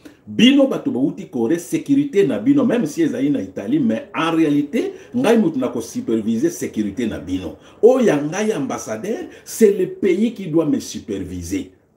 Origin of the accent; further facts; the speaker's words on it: DR Congo; Alors, comment expliquer chez nous au Congo, tout ambassadeur se permet, azui camion aye, azui jet, un ambassadeur le lendemain quitte Kinshasa se retrouve à Lubumbashi.